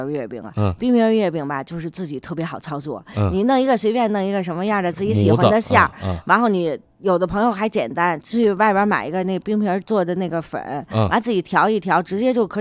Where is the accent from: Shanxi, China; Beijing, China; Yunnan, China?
Beijing, China; 因为我真的从土生土长的这儿的人，我从小没吃过咸的